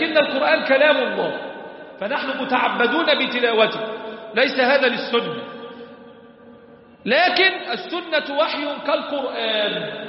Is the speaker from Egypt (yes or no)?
yes; Egypt; ربنا احفظ بلدنا مصر